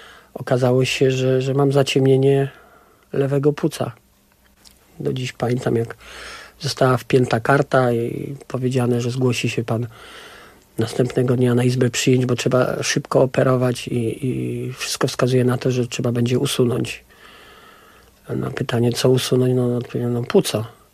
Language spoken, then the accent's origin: Polish; Kraków, Lesser Poland, Poland; Wychowałem się w bardzo specyficznym miejscu, a mianowicie w robotniczej dzielnicy Krakowa, Nowej Hucie, takim blokowisku.